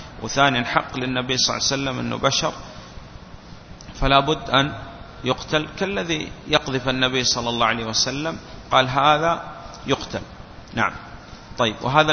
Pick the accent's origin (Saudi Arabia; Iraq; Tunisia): Saudi Arabia; والآن نحن عندنا في السعودية